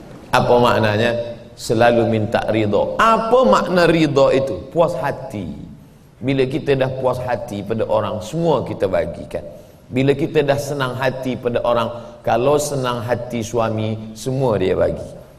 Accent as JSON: {"language": "Indonesian", "region": "Sumatra", "country": "Indonesia", "said": "Saya datang jauh dari pulau Sumatera, ujung atas, pergi ke ujung atas lagi, pulau Kalimantan."}